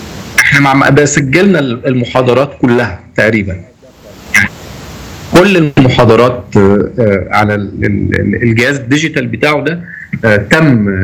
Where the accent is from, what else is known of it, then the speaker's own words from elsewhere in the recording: Egypt; انا بحس دايما انا لما بخرج من مصر ان انا غريب وحاسس ان انا غريب